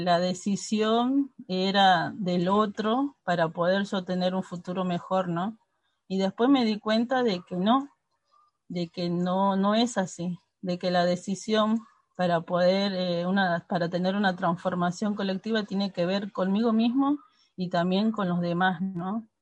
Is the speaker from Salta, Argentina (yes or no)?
yes; Salta, Argentina; now in Buenos Aires, Argentina; soy del norte salteño, soy de Salta y de la provincia de Salta. Y vivo hace ya 28 años en Villa 3 Fátima, en Soldati.